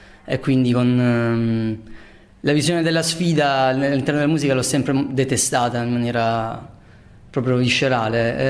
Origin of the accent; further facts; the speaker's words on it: Taranto, Apulia, Italy; per me che sono tarantino